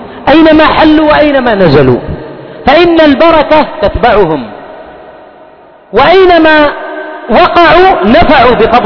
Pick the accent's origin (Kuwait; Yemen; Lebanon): Yemen; وقل عندنا في اليمن، في أماكن سيطرة